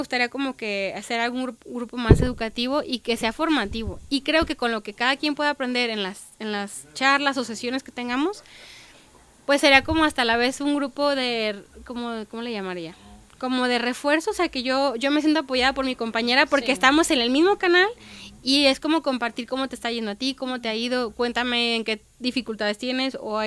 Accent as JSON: {"language": "Spanish", "country": "Mexico", "said": "somos seres humanos, somos mexicanos y tenemos la cultura, no sé, del pozole, de los taquitos."}